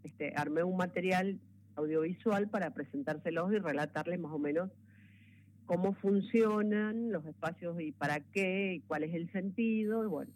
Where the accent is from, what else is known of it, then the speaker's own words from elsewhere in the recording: Mendoza, Argentina; vengo de Mendoza, pero voy a estar en la marcha con ustedes